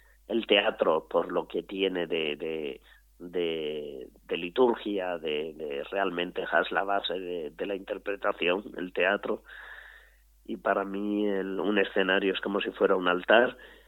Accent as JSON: {"language": "Spanish", "town": "Alcázar de San Juan", "region": "Castilla-La Mancha", "country": "Spain", "tie": "born or raised there", "said": "en mi pueblo, Alcázar de San Juan, un pueblo de... Bueno, es una ciudad, no yo digo pueblo porque me gusta decir pueblo"}